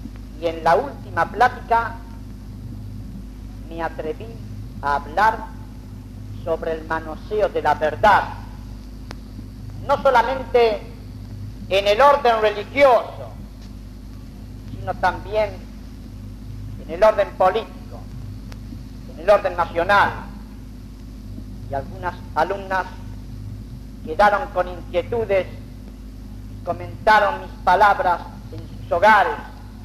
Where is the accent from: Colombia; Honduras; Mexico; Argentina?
Argentina; como argentino bien nacido y como sacerdote